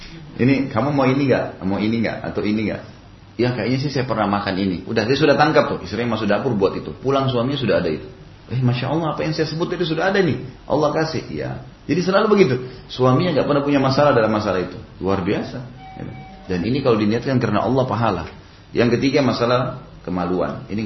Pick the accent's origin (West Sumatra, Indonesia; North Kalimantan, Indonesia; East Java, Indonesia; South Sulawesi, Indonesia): South Sulawesi, Indonesia; Makassar; Di Makassar, karena saya dari Makassar, ada kebiasaan orang Makassar